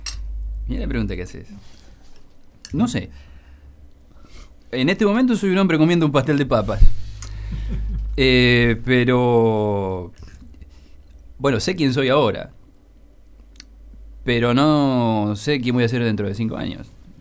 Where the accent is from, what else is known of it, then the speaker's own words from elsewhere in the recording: Banderaló, Buenos Aires Province, Argentina; Mi pueblo es Banderaló, provincia de Buenos Aires. 1 kilómetro del límite con La Pampa. 2 kilómetros del límite con Córdoba.